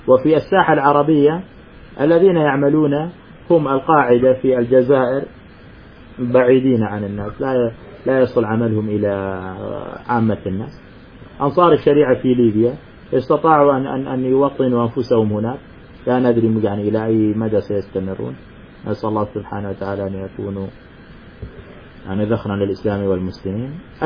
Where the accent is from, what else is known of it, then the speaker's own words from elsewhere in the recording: Syria; مثل ما أنك سوري أنا كمان سوري